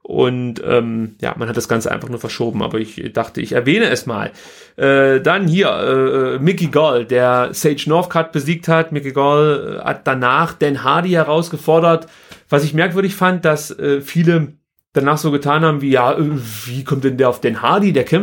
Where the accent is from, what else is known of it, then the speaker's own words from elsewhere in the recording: East Germany, Germany; ich bin ja in der DDR groß geworden.